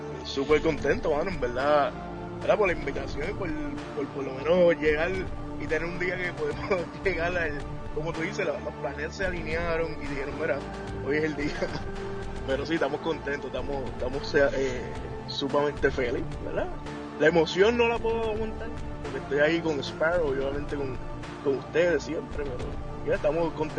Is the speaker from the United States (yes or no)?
yes; New York, United States; born there; Tengo 28 años, aunque nací en Nueva York, mis papás son puertorriqueños y siempre he estado, ¿sabes? Con eso de boricua siempre